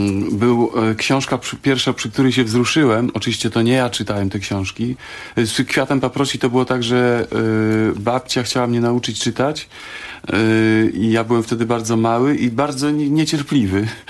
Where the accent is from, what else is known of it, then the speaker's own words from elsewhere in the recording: eastern Poland, Poland; A ja jestem człowiek ze wschodu, ja lubię płakać